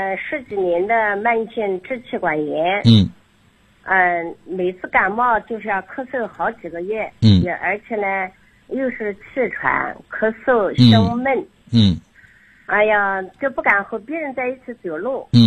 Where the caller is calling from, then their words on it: Xuancheng, Anhui, China; 我来自安徽宣城的。我是一名先学员。